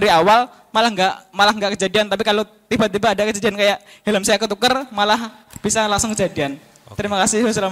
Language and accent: Indonesian; Madiun, East Java, Indonesia; asalnya dari Madiun.